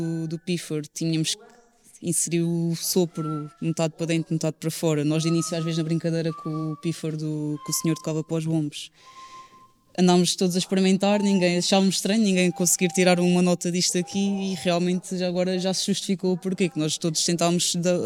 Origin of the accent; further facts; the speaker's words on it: Almaceda, Castelo Branco, Portugal; venho de Almaceda também.